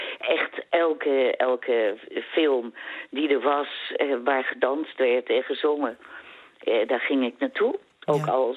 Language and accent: Dutch; Amsterdam, North Holland, Netherlands; Toen kreeg ik ook weer de opdracht om spraaklessen te nemen. Omdat, ik kom uit Amsterdam.